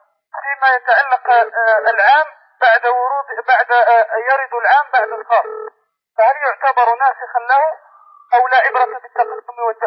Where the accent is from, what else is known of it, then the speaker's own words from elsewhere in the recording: Algeria; شيخ، نحن طلبة من الجزائر، أشكلت علينا بعض المسائل